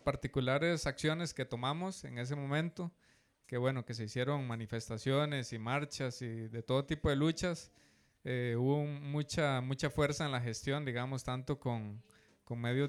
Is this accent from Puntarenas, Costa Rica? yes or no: yes; Guasimal, Puntarenas, Costa Rica; soy de Guasimal de Punta Arenas